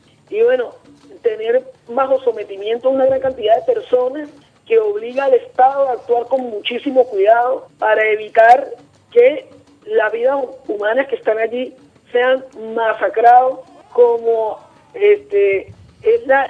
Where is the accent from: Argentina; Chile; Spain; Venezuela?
Venezuela; de verdad que es lo que uno debe sentir como venezolano